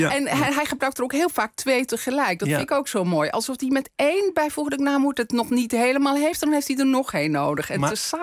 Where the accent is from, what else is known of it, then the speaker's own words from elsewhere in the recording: North Holland, Netherlands; Ik kom zelf ook uit West-Friesland. Ja. Dus ik ken het allemaal uit mijn eigen jeugd.